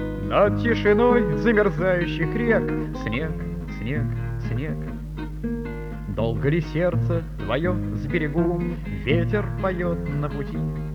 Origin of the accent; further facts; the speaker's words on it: Leningrad, Saint Petersburg, Russia; moved away as an adult; now in Moscow, Russia; Я ленинградец, родился и прожил 40 лет жизни в этом городе. Сейчас вот я живу и работаю в Москве